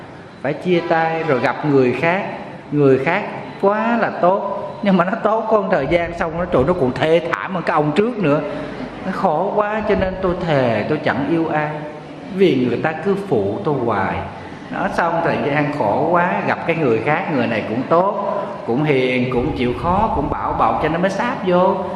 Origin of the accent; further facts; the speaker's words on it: Southern Vietnam, Vietnam; Ở miền Nam thì mình thì lá rụng 2 lần. Quê em hay mùa mưa nắng thì lá thường nó rụng 2 lần.